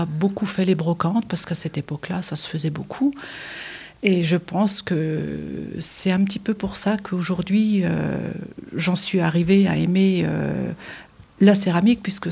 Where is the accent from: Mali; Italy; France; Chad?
France; Colmar, Grand Est; Alors, je suis originaire de Colmar.